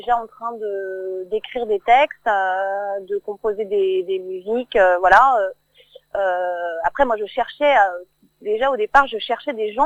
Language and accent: French; Cergy, Île-de-France, France; now in Paris, France; Enfin, moi je suis d'originaire de Cergy. Donc c'est juste à côté de Paris.